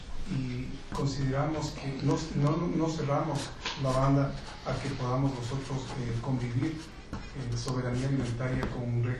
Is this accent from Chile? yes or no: no; Ecuador; soy ecuatoriano y en nuestro país tenemos en la Constitución incluido la soberanía alimentaria.